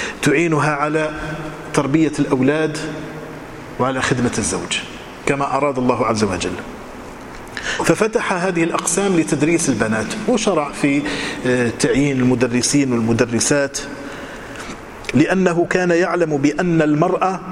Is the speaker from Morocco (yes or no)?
yes; Morocco; كانت هي المعتمدة عندنا في المغرب